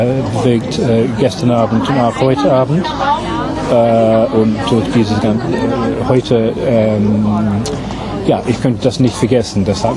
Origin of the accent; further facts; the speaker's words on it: England, United Kingdom; German is a second language; Ich bin Engländer, ja.